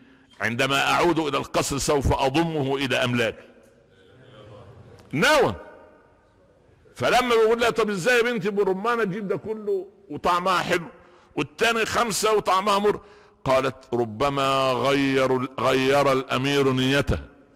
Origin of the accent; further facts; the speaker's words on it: Upper Egypt, Egypt; كنا انا نشات في قريه في الصعيد، صعيد مصر